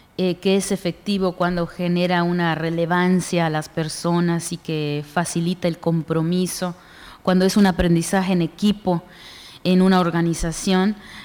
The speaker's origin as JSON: {"language": "Spanish", "country": "Mexico", "said": "en nosotros como mexicanos"}